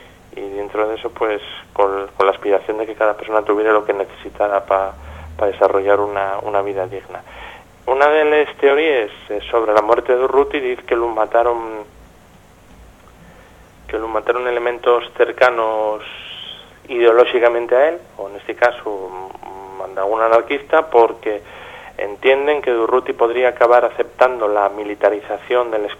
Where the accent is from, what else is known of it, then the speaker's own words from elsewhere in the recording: Gijón, Asturias, Spain; porque yo soy de Xixón